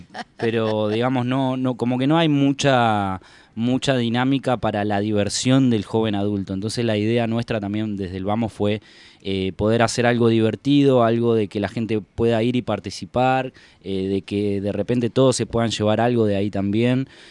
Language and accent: Spanish; Entre Ríos, Argentina; cuando vine acá de Entre Ríos, yo soy entrerriano, vine de Entre Ríos para acá